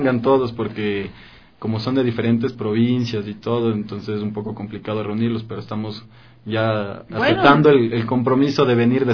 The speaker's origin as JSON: {"language": "Spanish", "country": "Ecuador", "said": "nos debemos sentir orgullosos de lo que somos los ecuatorianos."}